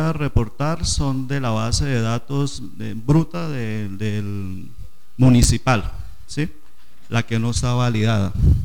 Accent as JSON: {"language": "Spanish", "town": "Páramo", "region": "Santander", "country": "Colombia", "said": "Soy santandereano, vengo de San Gil, un pueblito cercano a 20 minutos de San Gil llamado Páramo."}